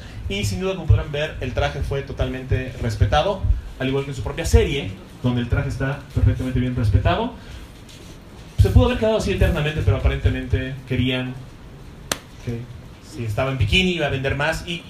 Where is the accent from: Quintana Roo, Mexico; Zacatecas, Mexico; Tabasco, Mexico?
Quintana Roo, Mexico; Cancún; Soy de Cancún, yo puedo reconocer un bikini muy rápidamente.